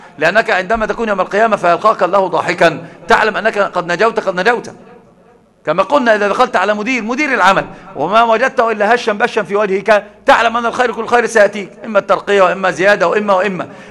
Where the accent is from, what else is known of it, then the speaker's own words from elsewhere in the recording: Egypt; ده عندنا في مصر مثل عظيم جدا